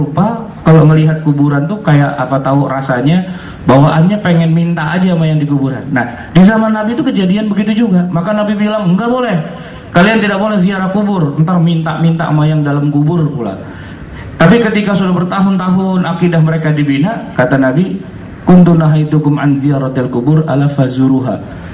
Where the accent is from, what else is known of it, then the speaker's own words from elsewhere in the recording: Jakarta, Indonesia; tapi biasanya kita orang Betawi itu punya namanya kue geplak gitu.